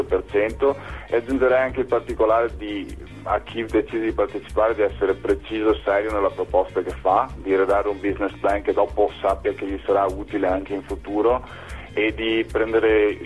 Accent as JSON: {"language": "Italian", "town": "Padua", "region": "Veneto", "country": "Italy", "tie": "born there", "said": "ho 32 anni, sono nato a Padova, sono laureato in giurisprudenza"}